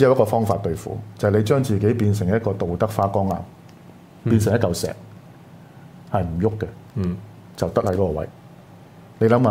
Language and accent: Cantonese; Hong Kong; 我哋香港人咁天真咁幼稚